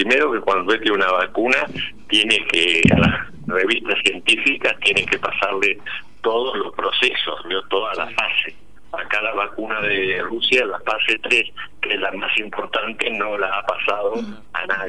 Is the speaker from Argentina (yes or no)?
yes; Argentina; O sea, bueno, estos somos los argentinos, ¿no?